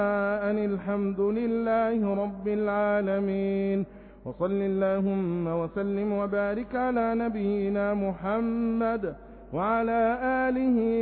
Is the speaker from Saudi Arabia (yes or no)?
no; Egypt; اللهم ربنا احفظ بلدنا مصر بحفظك